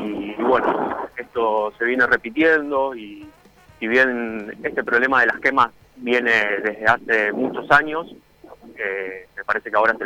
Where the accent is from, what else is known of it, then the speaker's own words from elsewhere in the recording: Rosario, Santa Fe, Argentina; de la situación que estamos padeciendo como rosarinos y como argentinos, porque el humedal nos identifica a todos, ¿no?, como argentinos